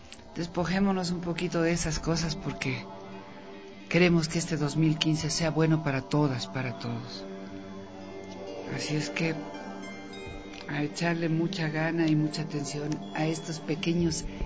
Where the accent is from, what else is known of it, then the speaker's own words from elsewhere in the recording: Ecuador; lo que somos, ecuatorianos y ecuatorianas